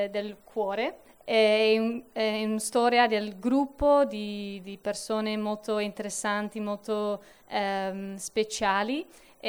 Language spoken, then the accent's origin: Italian; Amsterdam, North Holland, Netherlands; Italian is a second language; Sono olandese da Amsterdam